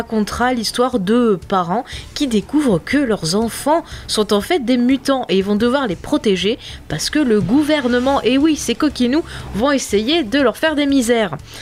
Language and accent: French; France; je suis française